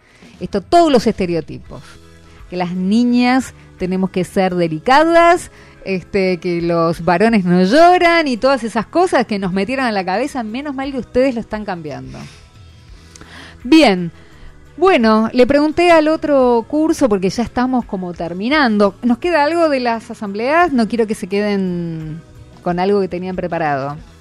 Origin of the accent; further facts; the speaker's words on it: Valentín Alsina, Buenos Aires Province, Argentina; yo soy de Valentín Alsina, de la vereda de enfrente de Pompeya. Ah. O sea, yo vivo cerca de ustedes.